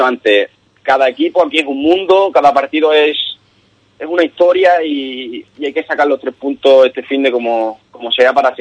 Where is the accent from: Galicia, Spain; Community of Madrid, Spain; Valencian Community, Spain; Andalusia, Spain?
Andalusia, Spain; Ubrique; Ubrique es mi pueblo y vamos, aquí todo el rayo sabe que soy de Ubrique